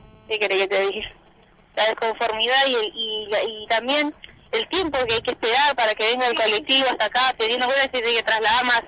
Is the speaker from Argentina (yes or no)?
yes; Merlo, Buenos Aires Province, Argentina; Río Alegre, Merlo.